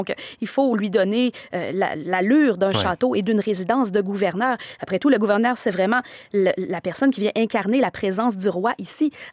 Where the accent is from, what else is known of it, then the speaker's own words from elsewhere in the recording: Quebec, Canada; on peut vraiment tous être un peu fiers en tant que Québécois